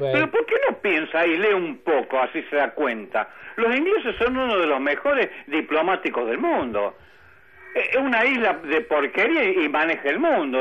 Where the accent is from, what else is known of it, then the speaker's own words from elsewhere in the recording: Salta, Argentina; No, yo soy de Salta, disimulo.